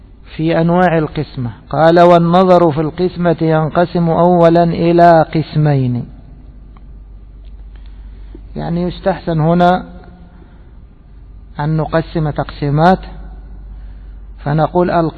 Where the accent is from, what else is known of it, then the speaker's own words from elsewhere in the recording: Egypt; عندنا في بلدنا مصر يسمونه المجلس الحاسبي،